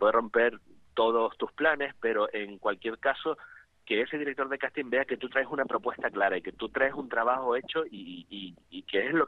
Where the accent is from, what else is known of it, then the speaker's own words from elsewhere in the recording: Gáldar, Canary Islands, Spain; haciendo teatro amateur en Galdar, que yo soy de Galdar